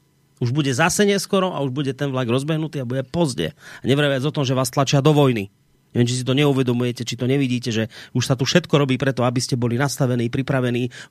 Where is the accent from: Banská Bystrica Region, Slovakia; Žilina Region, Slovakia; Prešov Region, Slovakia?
Banská Bystrica Region, Slovakia; Banská Bystrica; Kedy 4 roky dozadu sme tu mali u nás v Bystrici návštevu tam z Nemecka jedna pani